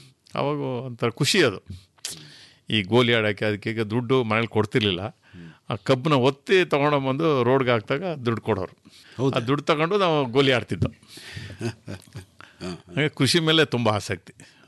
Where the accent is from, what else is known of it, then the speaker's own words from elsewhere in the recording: Karnataka, India; ನಾನು ಮೂಲತಃ ಹುಟ್ಟಿ ಬೆಳೆದಿದ್ದೆಲ್ಲ ಉತ್ತರ ಕನ್ನಡ ಜಿಲ್ಲೆ.